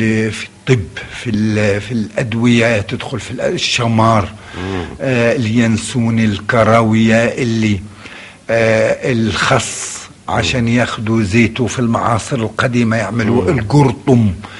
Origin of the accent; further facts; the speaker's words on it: Qena, Qena Governorate, Egypt; وأنا تربيت فيه في قنا هذا الحي